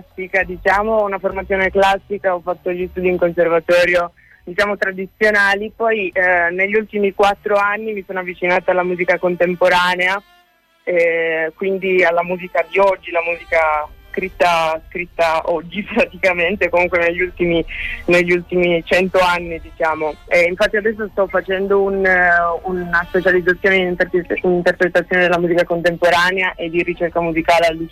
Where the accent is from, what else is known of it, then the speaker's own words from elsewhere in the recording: Sardinia, Italy; Ricordo da bambina, essendo cresciuta in Sardegna, ogni volta che dovevo lasciare la mia isola era sempre un evento